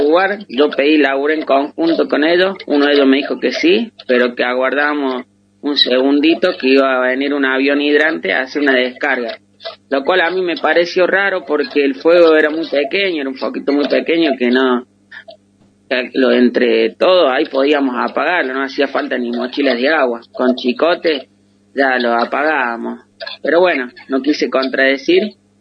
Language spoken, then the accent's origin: Spanish; San Marcos Sierra, Córdoba, Argentina; de San Marcos Sierra, un pueblito ubicado en Córdoba.